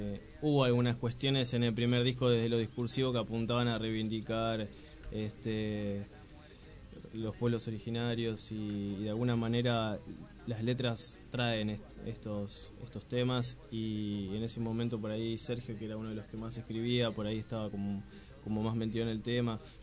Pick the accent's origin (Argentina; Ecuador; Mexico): Argentina; Moreno, Buenos Aires Province; salvo yo que soy un poco de Moreno Centro, un poco de La Reja, un poco de Moreno Norte, allá lejos.